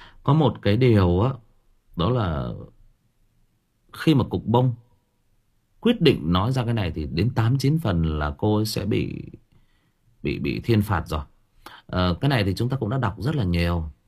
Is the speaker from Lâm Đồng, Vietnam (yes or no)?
no; Thai Nguyen, Vietnam; tôi sinh ra và lớn lên ở Thái Nguyên. Tôi sinh ra và lớn lên Thái Nguyên thì cũng chia sẻ với anh em rằng là chỗ tôi nó có rất nhiều mỏ.